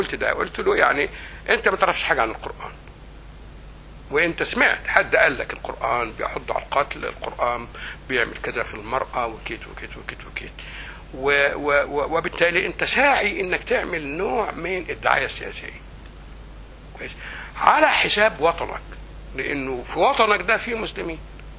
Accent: Egypt; الإخوان حاجة كبيرة قوي كانت في مصر، الشعبة في حافة مغرب بالك ليها قريتي

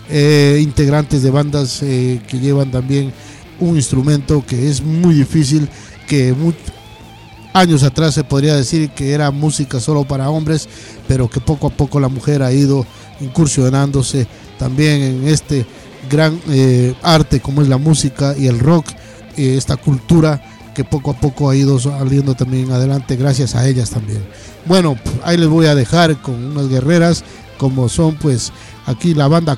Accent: Catamayo, Loja, Ecuador; por Ecuador, por Loja, por Catamayo, mi tierra querida, por la tierra del sol naciente, así se le dice, se le llama, porque es un valle espectacular.

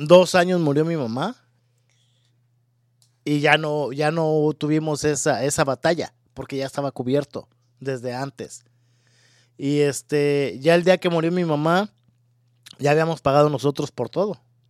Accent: Mexico; Yo que soy mexicano.

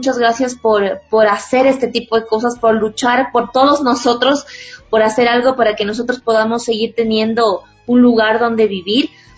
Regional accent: Ecuador; Nosotros también podemos ser veedores, como ciudadanos, como ecuatorianos.

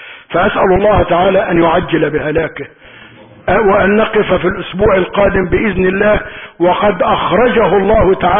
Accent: Egypt; اللهم اعصم بلدنا مصر من السوء

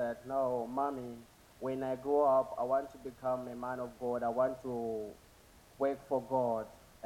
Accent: Zambia; I come from Zambia.

